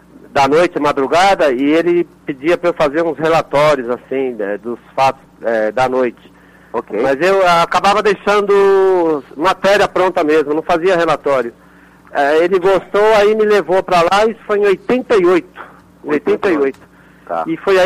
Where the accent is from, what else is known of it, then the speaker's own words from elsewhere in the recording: São Paulo, Brazil; Eu nasci e fui criado na Zona Leste de São Paulo, num bairro pobre.